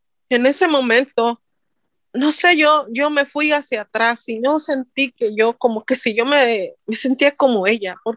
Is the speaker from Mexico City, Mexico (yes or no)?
no; Guerrero, Mexico; now in Costa Mesa, United States; Soy mexicana del estado de Guerrero y tengo 25 años de vivir en el estado de aquí de California. Vivo en la ciudad de Costa Mesa